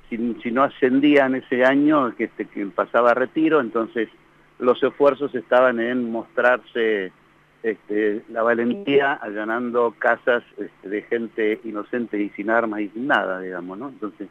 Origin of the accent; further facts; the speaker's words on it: La Pampa, Argentina; born there; yo llegué a La Pampa en el año 45 porque nací en La Pampa.